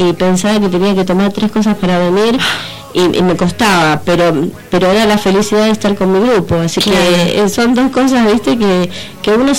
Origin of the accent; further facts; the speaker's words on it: Hurlingham, Buenos Aires Province, Argentina; nosotros somos de Hurlingham.